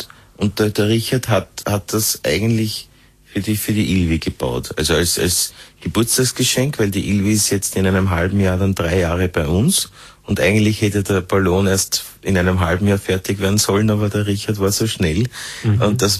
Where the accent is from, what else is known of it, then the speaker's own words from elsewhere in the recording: Upper Austria, Austria; Und ich bin aus Oberösterreich